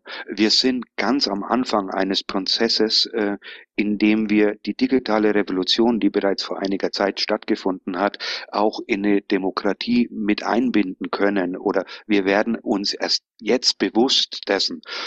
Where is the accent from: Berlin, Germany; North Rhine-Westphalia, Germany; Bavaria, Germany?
Bavaria, Germany; accent: Bavarian; Wie man aus dem Dialekt hören kann, bin ich aus Bayern. Ich wohne zur Hälfte allerdings auch in Spanien